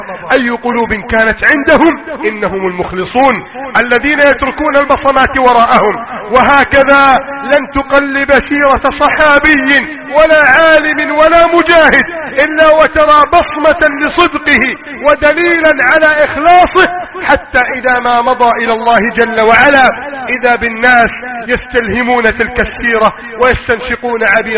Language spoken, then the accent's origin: Arabic; Egypt; اللهم احفظ بلدنا مصر وسائر بلاد المسلمين، اللهم اجعل مصرنا سخاء الرخاء وسائر بلاد المسلمين